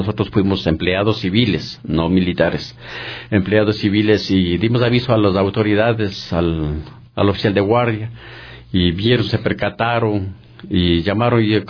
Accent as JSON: {"language": "Spanish", "town": "Pablo Arenas", "region": "Imbabura", "country": "Ecuador", "tie": "born or raised there", "moved": "as an adult", "lives_now": "Quito, Ecuador", "said": "yo vine de la provincia de Imbabura, de un pueblito que se llama Pablo Arenas. Vine a la edad de unos 23, 24 años en busca de trabajo, porque fui criado en la agricultura. Y vine en busca de trabajo acá en la ciudad de Quito."}